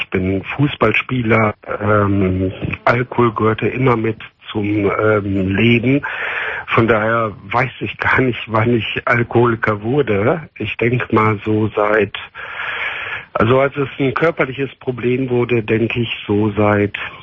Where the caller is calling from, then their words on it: Cologne, North Rhine-Westphalia, Germany; Ich glaube, ich komme hier aus der Ecke Köln.